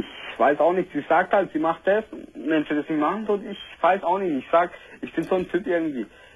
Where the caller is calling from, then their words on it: Pforzheim, Baden-Württemberg, Germany; Hallo, ich komme hier aus Pforzheim, jawohl.